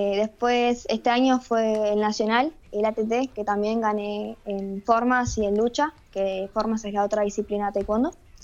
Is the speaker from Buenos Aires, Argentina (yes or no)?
yes; Buenos Aires, Argentina; soy de Argentina, Buenos Aires, tengo 16 años